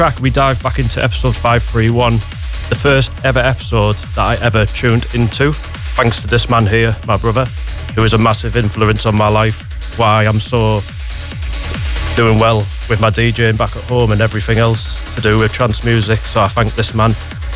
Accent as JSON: {"language": "English", "region": "North East England", "country": "United Kingdom", "said": "We're from a town near Middlesbrough in the UK."}